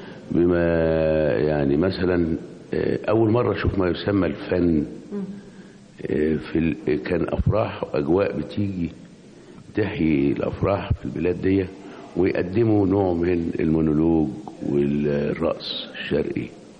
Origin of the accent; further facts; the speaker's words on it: Mansoura, Dakahlia, Egypt; born there; also born or lived in Qanater al-Khayriyya / Giza / Cairo; أنا والدي كان موظف وكان بيتنقل كتير، فأنا مثلا من مواليد المنصورة